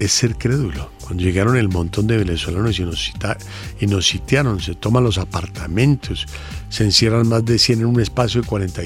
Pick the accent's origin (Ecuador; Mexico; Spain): Ecuador; No, yo soy ecuatoriano.